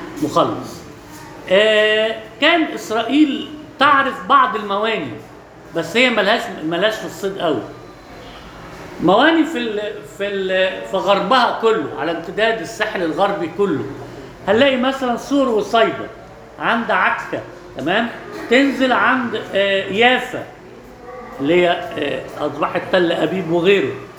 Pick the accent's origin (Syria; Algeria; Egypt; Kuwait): Egypt; Alexandria, Alexandria Governorate; ده معروف عندنا في اسكندرية